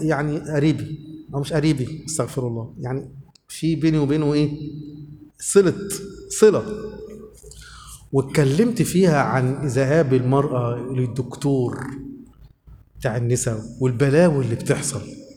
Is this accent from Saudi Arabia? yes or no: no; Egypt; احنا عايزين يبقى عندنا في مصر كده